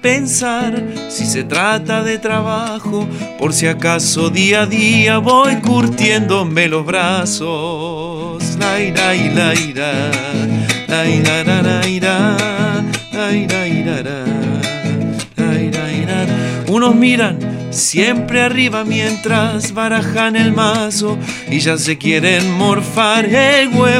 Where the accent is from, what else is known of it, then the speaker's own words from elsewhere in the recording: Pellegrini, Buenos Aires Province, Argentina; born there; Tengo 38 años, nací en Pellegrini, provincia de Buenos Aires.